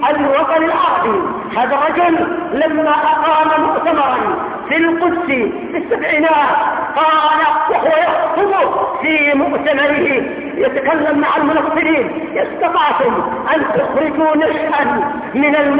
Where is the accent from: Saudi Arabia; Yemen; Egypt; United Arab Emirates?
Yemen; بالنسبة عندنا في اليمن القاف ضيع المسلمين